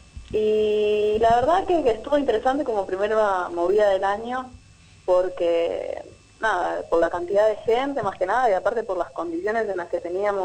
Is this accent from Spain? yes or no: no; Flores, Buenos Aires, Argentina; Nosotros somos de Flores.